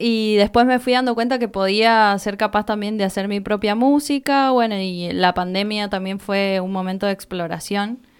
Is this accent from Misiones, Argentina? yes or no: no; San Juan, Argentina; now in Mendoza, Argentina